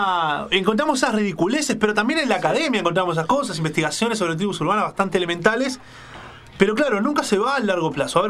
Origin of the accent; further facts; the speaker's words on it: Uruguay; porque nos permite tener otra mirada que tal vez nosotros como uruguayos no llegamos a ver